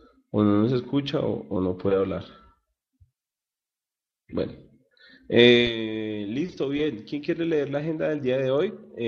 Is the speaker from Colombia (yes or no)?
yes; Manizales, Caldas, Colombia; Soy de Manizales, diseñador visual, graduado hace 2 días.